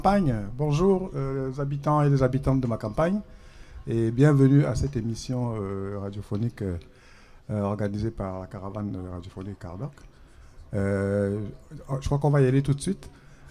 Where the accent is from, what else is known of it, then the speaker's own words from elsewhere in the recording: Cameroon; now in Angoulême, France; Je suis Camerounais. Et j'habite à Angoulême depuis bientôt 8 ans. Enfin, j'habite par intermittence à Angoulême entre la France et le Cameroun. Mais depuis 2 ans, je me suis posé définitivement à Angoulême.